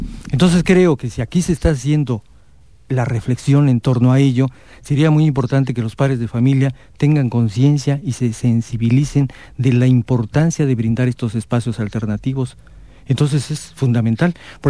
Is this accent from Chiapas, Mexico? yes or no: yes; Comitán, Chiapas, Mexico; la oportunidad maravillosa de volver a compartir reflexiones con la gente de acá de Comitán, mi pueblo.